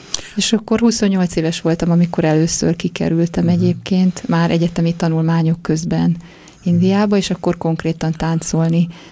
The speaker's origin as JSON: {"language": "Hungarian", "town": "Debrecen", "region": "Hajdú-Bihar", "country": "Hungary", "said": "Debreceni vagyok, igen."}